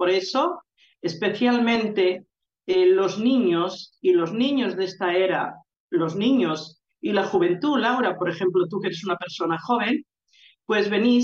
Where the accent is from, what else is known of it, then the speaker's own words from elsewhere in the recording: Galicia, Spain; esas enseñanzas que realmente yo las veía en las prácticas habituales que allí se hacían en esa tierra. Nunca se perdió la magia en Galicia